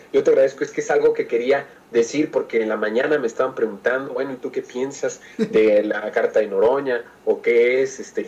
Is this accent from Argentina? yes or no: no; Mexico; Está encabritado, como muchos mexicanos lo estamos.